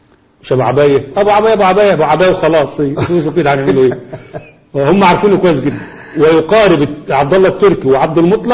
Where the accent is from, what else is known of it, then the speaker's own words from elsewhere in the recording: Egypt; زي ما احنا عندنا في مصر الان اصبحت السافرات هم الموضوع في الاعلام